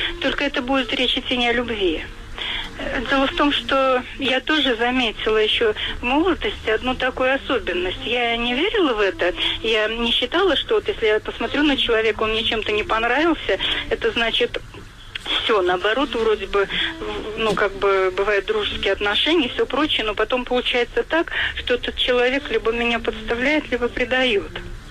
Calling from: Saratov Oblast, Russia; Я из Саратовской области звоню.

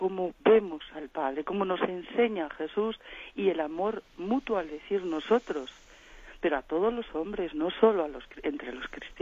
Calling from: Valladolid, Castile and León, Spain; de Valladolid.

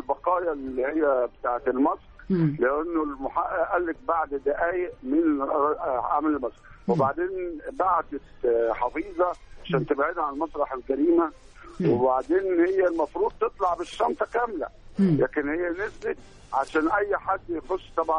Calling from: Cairo, Cairo Governorate, Egypt; من القاهرة، من بلاء أبو العيلة.

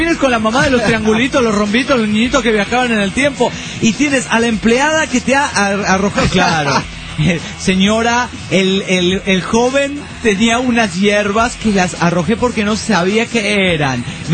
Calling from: Hermosillo, Sonora, Mexico; de Hermosillo, Sonora, México.

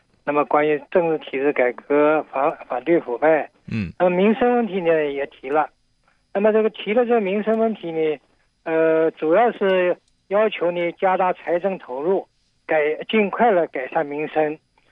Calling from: Shenzhen, Guangdong, China; 我是从深圳打来的。

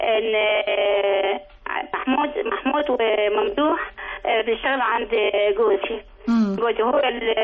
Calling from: Alexandria, Alexandria Governorate, Egypt; من اسكندرية إن شاء الله

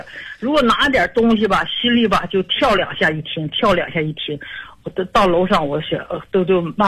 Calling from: Qiqihar, Heilongjiang, China; 我是齐齐哈尔的朋友

